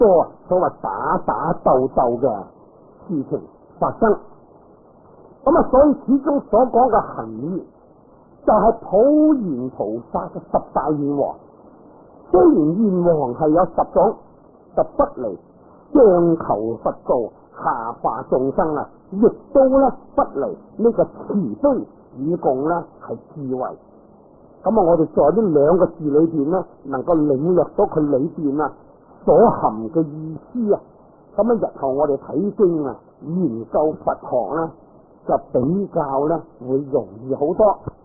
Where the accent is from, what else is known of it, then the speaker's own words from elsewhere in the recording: China; 我哋系中国人啊